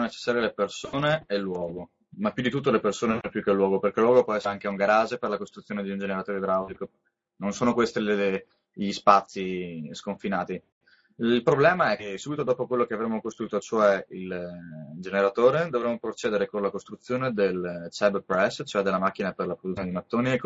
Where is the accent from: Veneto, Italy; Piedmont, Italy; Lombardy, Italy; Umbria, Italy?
Veneto, Italy; Padua; Io sono di Padova, e ho la possibilità comunque di muovermi nell'hinterland, nella zona al massimo del Trevigiano.